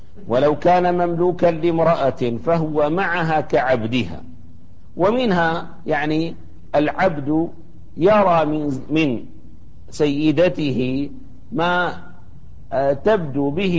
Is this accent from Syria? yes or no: yes; Damascus, Damascus Governorate, Syria; كان الأمر السائد حتى في بلدتنا دمشق